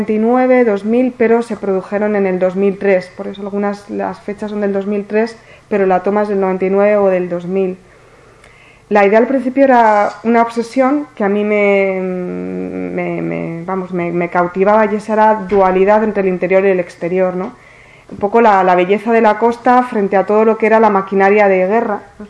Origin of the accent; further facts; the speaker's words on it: Cartagena, Region of Murcia, Spain; also born or lived in Orihuela; Yo nací en Orihuela, pero me crié hasta los 12 años aquí en Cartagena